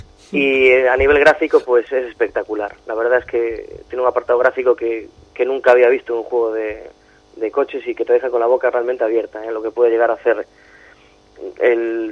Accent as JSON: {"language": "Spanish", "region": "Galicia", "country": "Spain", "said": "Ahora sí que soy yo, el gallego."}